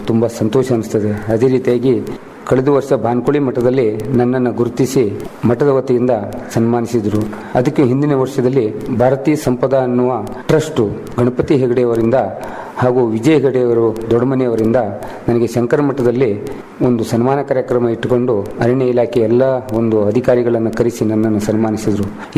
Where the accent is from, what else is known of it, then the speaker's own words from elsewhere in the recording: Belambar, Karnataka, India; ನಾನು ಮೂಲತಃ ಅಂಕೋಲ ತಾಲೂಕಿನ ಬೆಳಬಂದರ್ ಊರಿನವನಾಗಿದ್ದರಿಂದ